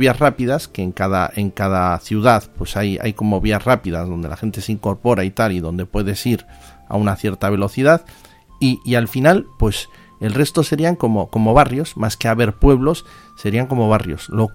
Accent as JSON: {"language": "Spanish", "town": "Bilbao", "region": "Basque Country", "country": "Spain", "said": "los de Bilbao, siempre que vamos a algún sitio, decimos yo soy de Bilbao."}